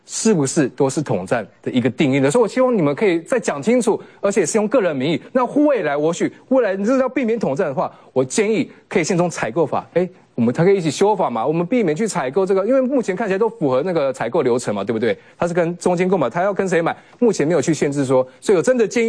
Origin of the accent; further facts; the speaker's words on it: Taiwan; 我们台湾人其实很多人在用简体字。